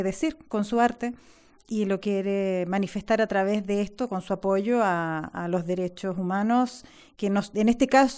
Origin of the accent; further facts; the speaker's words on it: Chile; now in Spain; Aquí, de hecho, en esta performance hay personas que somos de Chile